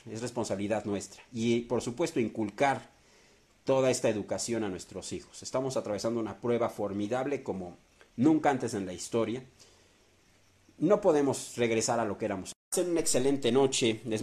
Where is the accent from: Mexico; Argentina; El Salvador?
Mexico; Esto nos va a fortalecer como pueblo, como mexicanos, nos va a hacer más fuertes.